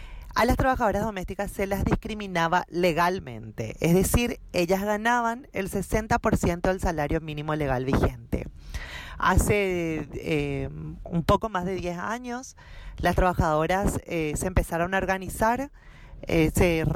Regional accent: Asunción, Paraguay; yo soy de Asunción, Paraguay

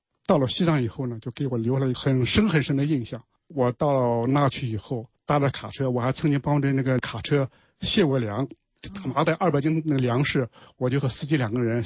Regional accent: Qinghai, China; also born or lived in Shandong; 我出生在山东，长在青海。我曾经在新华社青海分社是当一名司机的，后来我到了北京来读书学新闻。

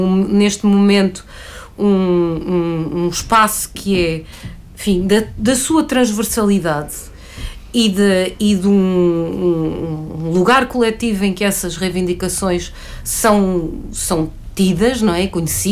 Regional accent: Lisbon, Portugal; Nós que crescemos em Lisboa, eu cresci em Lisboa, brincava na rua.

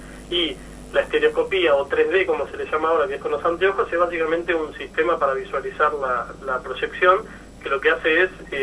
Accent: Buenos Aires, Argentina; yo soy... de Buenos Aires, como no sé si lo dijiste antes, uh-huh. Pero bueno, soy de Capital

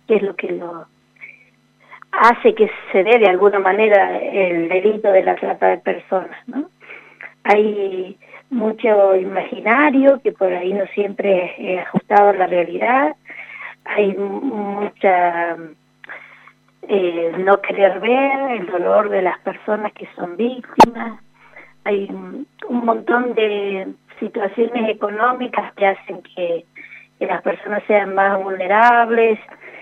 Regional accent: Argentina; para nosotros como argentinos es una gran cosa

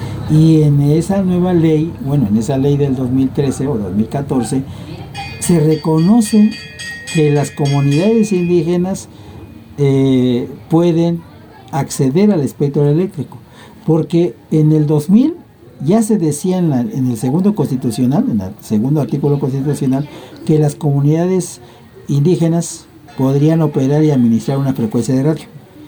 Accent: Oaxaca, Mexico; nos autodenominamos Nashinanda, nada más que el gobierno nos conoce como mazatecos. Nos ubicamos al noroeste del estado de Oaxaca, colindamos con el estado de Puebla y Veracruz

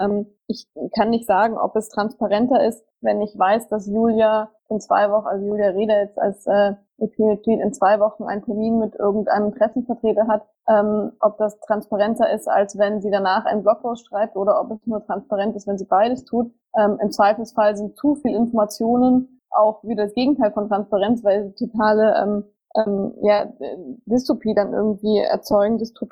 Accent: Munich, Bavaria, Germany; Also ich komme aus München, ich kenne da relativ viele Leute

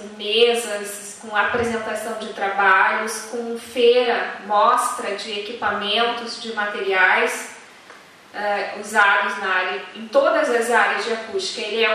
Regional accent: Rio Grande do Sul, Brazil; eu sou do Rio Grande do Sul, eu estou muito próximo, a 300 quilômetros da fronteira com o Uruguai, né, e pouco mais de 400, 500 quilômetros da fronteira com a Argentina

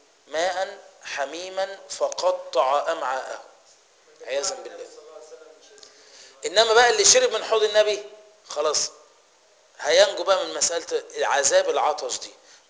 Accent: Egypt; ايه رايك احنا كمصريين عامه وكفلاحين

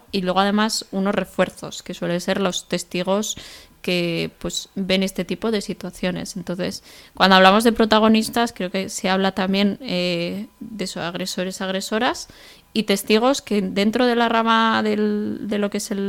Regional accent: Pamplona, Navarre, Spain; soy de aquí de Pamplona, tengo 25 años y soy trabajadora social.

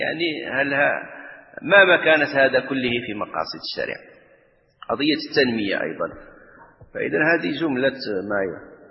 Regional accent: Morocco; الآن مثلا احنا عندنا في المغرب

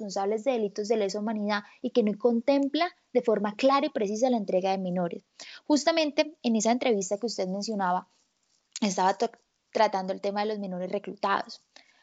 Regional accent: Colombia; un grupo de colombianos estamos convocando a salir a la calle

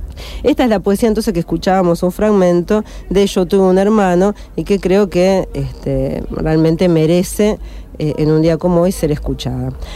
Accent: Argentina; A nosotros nos parece por ahí raro, porque nosotros que somos argentinos, por eso somos medio amargos para estas cosas, ¿no?

